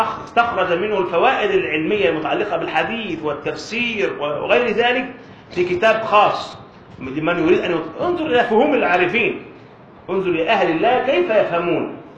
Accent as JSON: {"language": "Arabic", "town": "Alexandria", "region": "Alexandria Governorate", "country": "Egypt", "said": "وعندنا في اسكندرية أحد كبار الأعلام"}